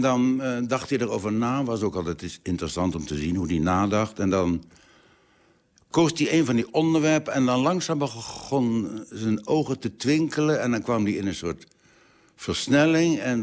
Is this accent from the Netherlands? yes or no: yes; The Hague, South Holland, Netherlands; We spraken een keurig Nederlands. Mijn vader was beeldend kunstenaar en tekenleraar. Mijn moeder kwam uit een keurige Haagse familie. Dus ik ben opgegroeid met het nette, gewone, gemiddelde Haags.